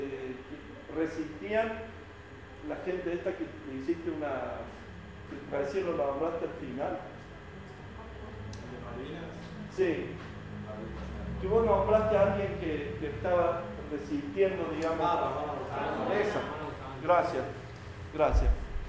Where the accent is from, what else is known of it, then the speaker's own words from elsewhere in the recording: Argentina; cada uno de nosotros como argentinos tenemos anualmente más de 3.000 kilos.